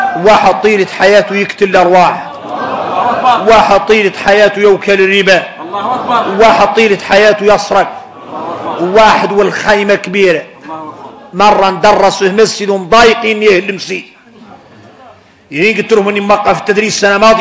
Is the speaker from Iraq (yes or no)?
no; Mauritania; احنا عندنا موريتاني